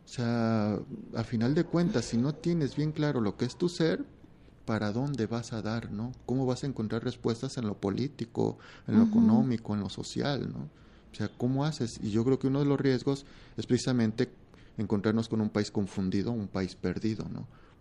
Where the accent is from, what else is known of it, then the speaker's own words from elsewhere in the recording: Mexico; sí son temas que a nosotros como mexicanos nos llegan a interesar